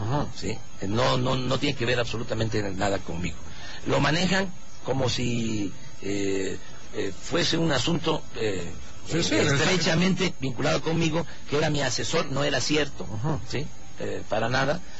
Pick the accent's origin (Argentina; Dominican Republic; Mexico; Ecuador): Mexico; Tabasco; Sí, en mi tierra y en mi agua.